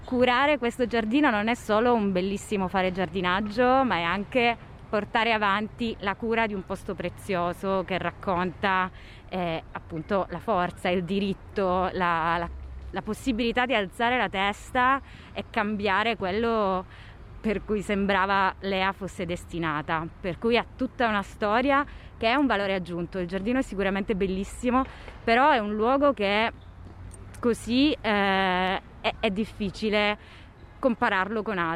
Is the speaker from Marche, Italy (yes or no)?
no; Calabria, Italy; io sono calabrese